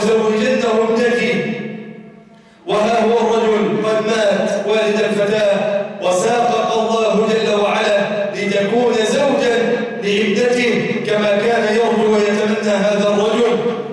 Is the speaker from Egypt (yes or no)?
yes; Egypt; اللهم اجعل بلدنا مصر أمن الأمانة